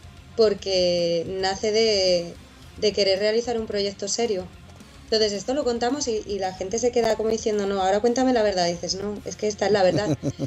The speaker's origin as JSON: {"language": "Spanish", "town": "Valladolid", "region": "Castile and León", "country": "Spain", "said": "Pues somos, yo soy de Valladolid."}